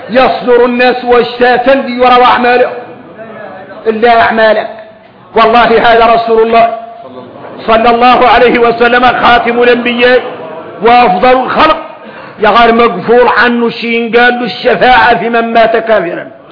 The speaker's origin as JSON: {"language": "Arabic", "country": "Mauritania", "said": "ثم تعرفوا ان احنا موريتاني"}